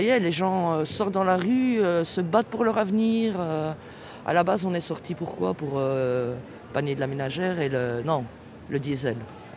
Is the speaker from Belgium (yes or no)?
yes; Belgium; je suis active dans mon pays principalement parce que je suis belge